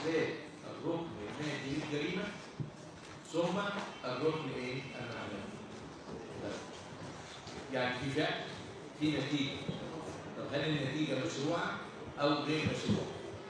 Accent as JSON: {"language": "Arabic", "country": "Egypt", "said": "انت عارفين احنا كمصريين"}